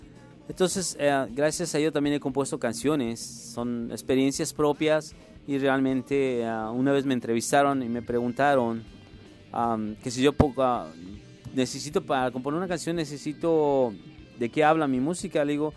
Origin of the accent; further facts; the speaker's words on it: Mexico City, Mexico; Realmente no soy un chilango, soy un capitalino. Más que la gente confunde chilango. No, soy un capitalino.